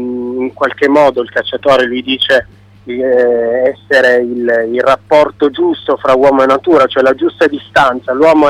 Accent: Turin, Piedmont, Italy; giocavo in casa, nel senso che io sono di Torino

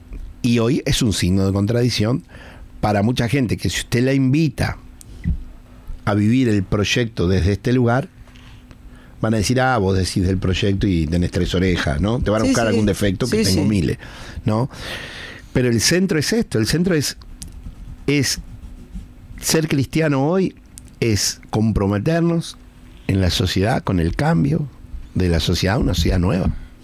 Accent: Uruguay; voy a decir lo que pienso yo como anglicano. No es como si dijéramos todos los uruguayos, no, yo lo que pienso yo como uruguayo

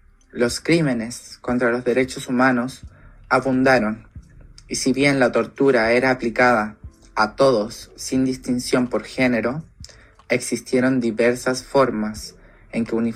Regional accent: Chile; Como chilena que ha vivido el sistema educacional de este país

